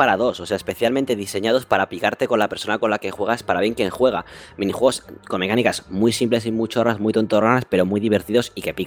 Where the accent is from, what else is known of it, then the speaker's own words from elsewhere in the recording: Catalonia, Spain; Yo, como soy catalán, nada